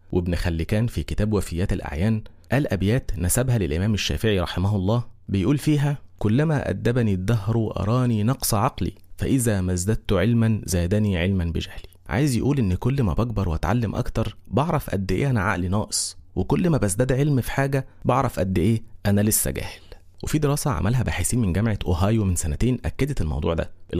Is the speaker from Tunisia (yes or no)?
no; Egypt; وطبعا احنا مصريين لو قلنا ما نعرفش نتحرق.